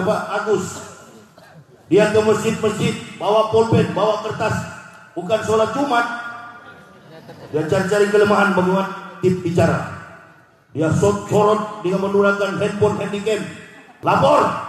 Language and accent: Indonesian; Manado, North Sulawesi, Indonesia; Saya orang Manado.